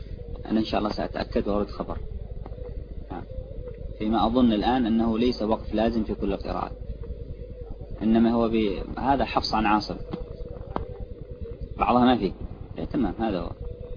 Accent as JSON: {"language": "Arabic", "country": "Yemen", "said": "هذا عندنا في اليمن أو في من هو حولها"}